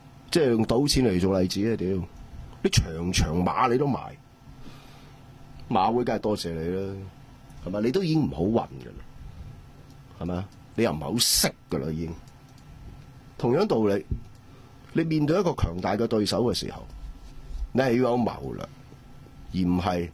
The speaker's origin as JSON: {"language": "Cantonese", "country": "Hong Kong", "said": "借民族主义来玩我们香港人的时候，你还去嘘他？"}